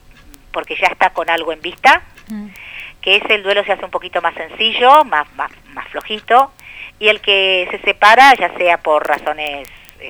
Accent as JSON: {"language": "Spanish", "region": "Buenos Aires", "country": "Argentina", "tie": "born there", "said": "acá mismo, en Capital. Capital, sí, por el lado del sur, Constitución. En ese momento mis viejos vivían ahí, después ya a los 4 años míos se mudaron para este barrio al que pertenezco y soy parte, Caballito."}